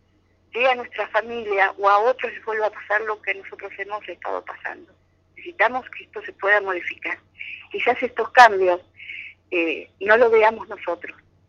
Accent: Argentina; Yo soy de Argentina y desde ese momento que nos encontramos empezamos a trabajar juntas.

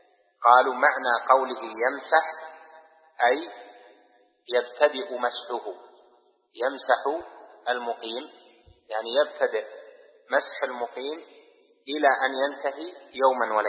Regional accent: Riyadh, Riyadh Province, Saudi Arabia; يعني مثلا أنا من أهل الرياض، هذه وطني

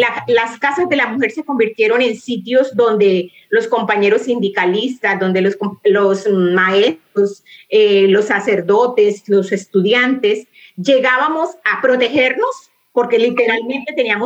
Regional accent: Barrancabermeja, Santander, Colombia; moved away; después de haber salido desplazada de Barranca Bermeja, mi ciudad natal, ciudad de la región del Magdalena Medio

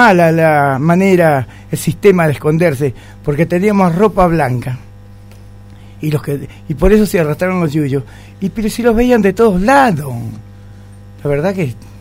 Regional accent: Gualeguay, Entre Ríos, Argentina; born there; Nací en Gualeguay, sí.

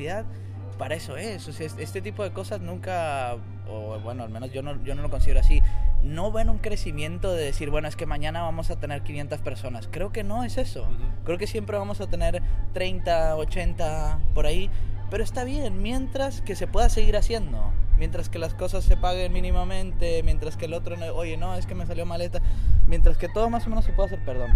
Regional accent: Mexico; yo soy de México

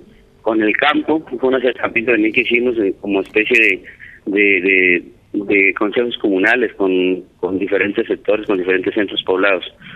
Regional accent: Caparrapí, Cundinamarca, Colombia; aquí yo creo que los cundinamarqueses sepan de que una cuestión importantísima en mi pueblo va a ser la explotación de las minas de carbón

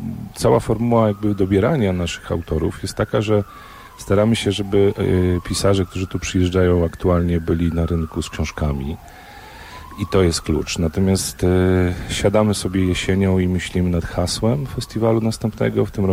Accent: Szczebrzeszyn, Lublin Voivodeship, Poland; jestem stąd, urodziłem się w Szczebrzeszynie i obserwuję, kto przyjeżdża na Roztocze.

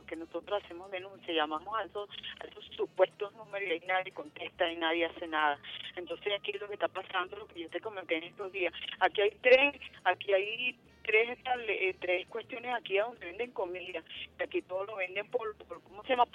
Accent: Venezuela; somos venezolanos

